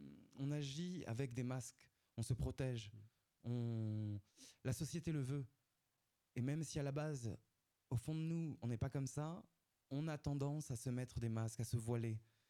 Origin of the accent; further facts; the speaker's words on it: Occitanie, France; En Ariège, pourquoi pas. Moi, je viens d'Ariège.